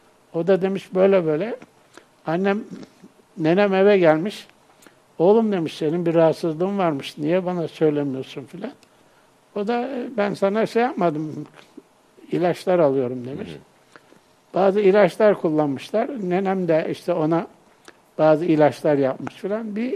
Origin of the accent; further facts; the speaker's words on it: Görele, Giresun, Turkey; born there; Ben 15.3.1936 yılında Görele'de, çarşıda, Görele'nin içinde doğmuşum, hı hı. Çarşı mahallesinde.